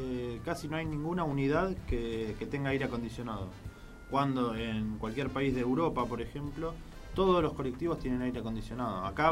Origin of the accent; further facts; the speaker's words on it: Argentina; Como buen futbolista, buen argentino que le gusta el fútbol.